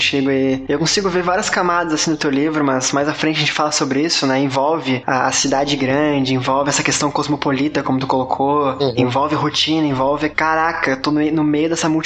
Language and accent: Portuguese; Curitiba, Paraná, Brazil; now in Florianópolis, Brazil; eu sou de Florianópolis, né? Quer dizer, eu sou de Curitiba, mas moro em Floripa.